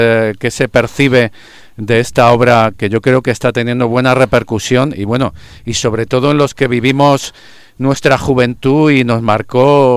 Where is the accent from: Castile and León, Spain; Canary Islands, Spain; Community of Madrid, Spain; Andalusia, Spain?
Community of Madrid, Spain; Madrid; Yo, por ejemplo, soy de San Blas